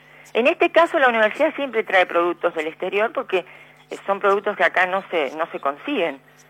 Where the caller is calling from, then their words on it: Berazategui, Buenos Aires Province, Argentina; de Berazategui.